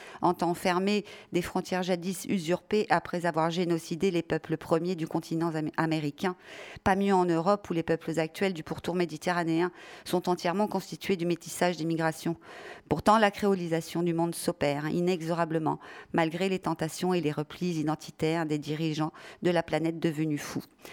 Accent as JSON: {"language": "French", "country": "France", "said": "Les images de la jungle de Calais nous hantent en tant que Français"}